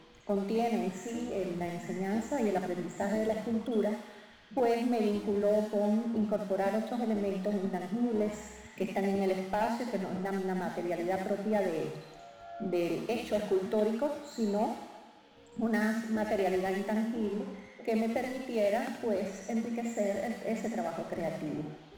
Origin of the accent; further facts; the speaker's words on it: Havana, Cuba; now in Bogotá, Colombia; Vengo de La Habana, Cuba, y ahorita todo mi trabajo se está desarrollando en Bogotá, Colombia.